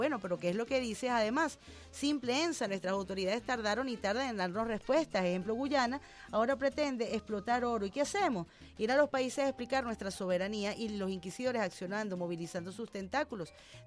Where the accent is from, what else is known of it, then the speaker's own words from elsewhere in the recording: Venezuela; Si nosotros como venezolanos no lo manejamos, ellos tampoco.